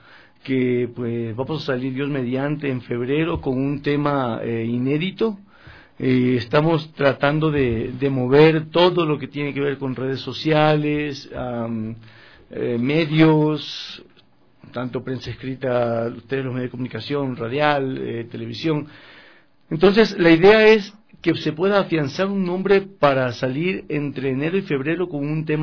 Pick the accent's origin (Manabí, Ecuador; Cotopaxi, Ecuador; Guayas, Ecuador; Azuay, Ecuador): Manabí, Ecuador; Manta; now in Quito, Ecuador; Yo soy de Manta, vivo acá 18 años.